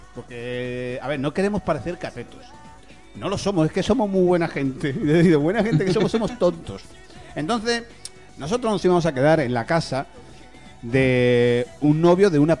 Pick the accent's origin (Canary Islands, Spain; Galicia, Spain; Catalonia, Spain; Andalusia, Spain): Andalusia, Spain; Cádiz; nosotros somos de Cádiz, hostias